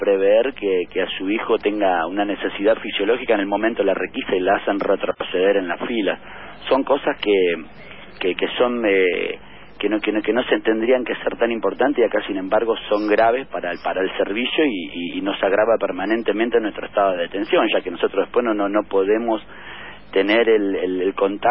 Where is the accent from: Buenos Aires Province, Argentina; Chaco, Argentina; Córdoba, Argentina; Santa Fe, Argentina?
Buenos Aires Province, Argentina; Capilla del Señor; De Capilla del Señor.